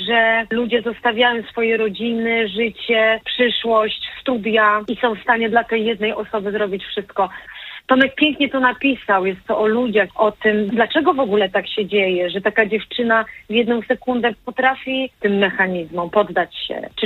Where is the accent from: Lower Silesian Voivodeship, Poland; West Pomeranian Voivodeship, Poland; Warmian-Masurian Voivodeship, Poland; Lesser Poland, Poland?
Lower Silesian Voivodeship, Poland; Ja pochodzę z Dolnego Śląska i to jest, opowiadałam zresztą na próbie, że to jest takie miejsce, że tam dużo takich rzeczy było, nie wiem jak teraz.